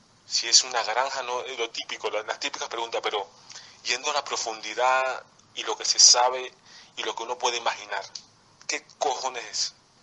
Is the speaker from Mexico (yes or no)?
no; Venezuela; now in Madrid, Spain; Yo estoy aquí en Madrid, pero yo soy venezolano y tal.